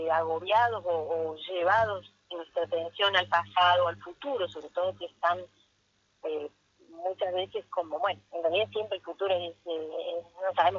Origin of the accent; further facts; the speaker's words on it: Córdoba, Argentina; Hemos sido compañeras de la facultad, somos cordobesas